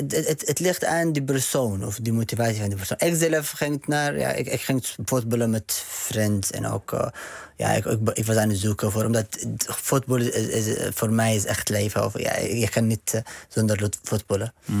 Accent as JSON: {"language": "Dutch", "country": "Yemen", "second_language": "Dutch", "lives_now": "Netherlands", "said": "Ik kom uit Jemen."}